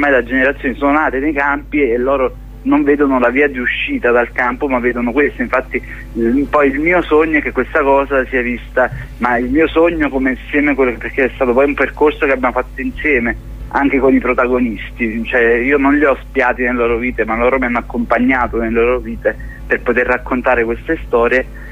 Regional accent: Naples, Campania, Italy; io pure sono napoletano

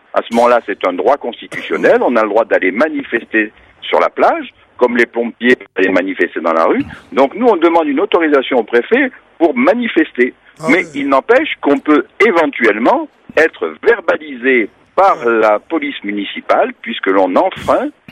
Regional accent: Nice, Provence-Alpes-Côte d'Azur, France; puisqu'on est niçois, on paye nos impôts à Nice

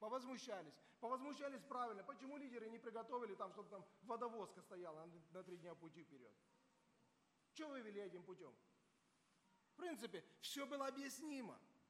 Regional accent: Georgia; Я вырос в Грузии, поймите, там колдовство было на каждом шагу.

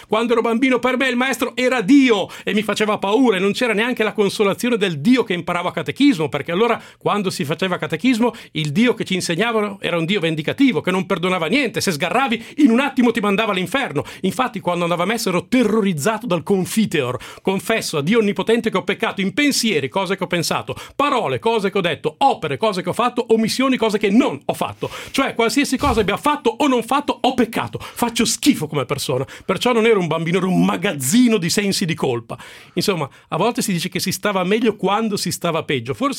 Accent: Milan, Lombardy, Italy; io sono di Milano, ma io non sono così.

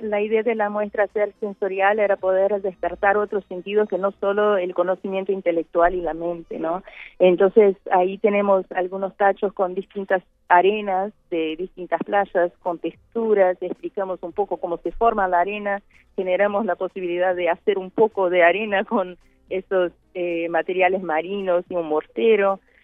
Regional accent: Bahia, Brazil; Spanish is a second language; yo vengo de Brasil, Bahía, perdón si mi español me falla a veces

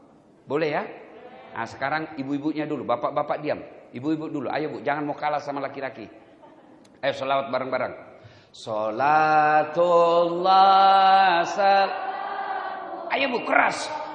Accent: South Sulawesi, Indonesia; Saya semalam masih di kampung. Kampung saya itu kurang lebih 5 jam dari kota Makassar.

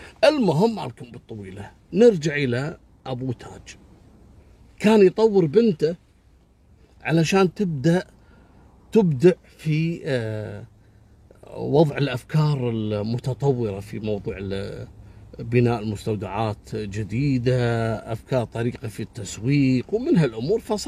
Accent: Kuwait; حتى أنه أصبح ماركة معروفة جدا عندنا في الكويت. اسأل أي شخص في الكويت راح يقول لك فلان معروف

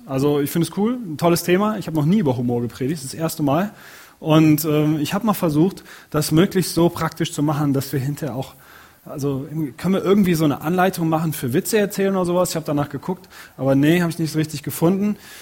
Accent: Cologne, North Rhine-Westphalia, Germany; Und da komme ich so, aus der Gegend komme ich her. Und also da ist es wirklich so, die Kölner Kultur, die ganze Rheinländer Kultur

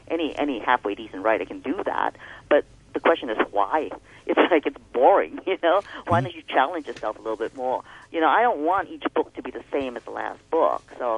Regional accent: Hong Kong; also born or lived in New York, United States / Cincinnati, United States / New Zealand / Greece; I'm not afraid of the fact that I came from Hong Kong, but I don't wish Hong Kong to limit me in terms of how I see what I wish to write, because of course my life hasn't been just Hong Kong.

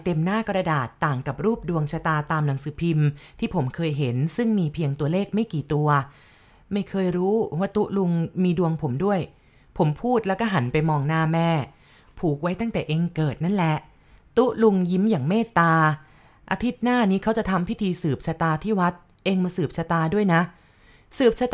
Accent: San Sai, Chiang Mai, Thailand; บ้านเกิดของผมอยู่ที่อำเภอสันทรายจังหวัดเชียงใหม่พอเรียนหนังสือจบผมก็มาหางานทำที่เชียงใหม่

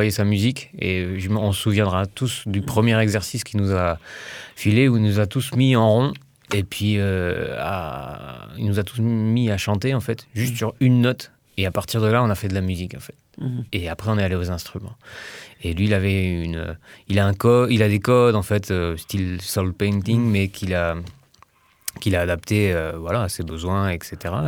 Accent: Brittany, France; Même si je suis breton, j'y connais rien.

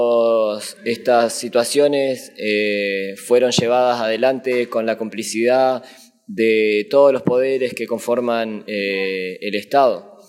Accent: Argentina; vengo del territorio del Puel Mapu, lo que hoy se conoce como Argentina.

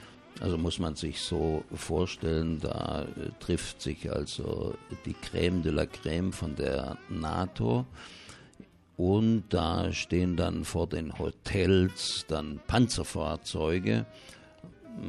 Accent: Baden-Württemberg, Germany; wie man bei uns im Schwabenland sagen würde, besser als ein Gosch voll Reisnägel

